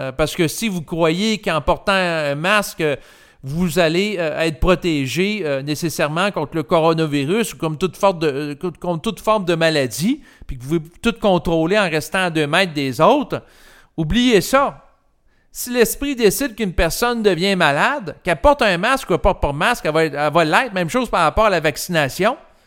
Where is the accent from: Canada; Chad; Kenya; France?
Canada; Quebec; le rituel en tant que Québécois, ben c'était d'aller à la communion pour recevoir l'hostie dans sa bouche